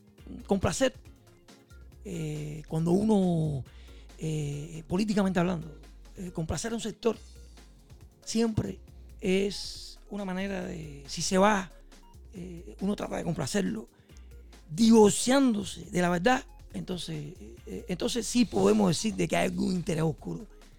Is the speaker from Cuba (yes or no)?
yes; Cuba; Yo soy cubano.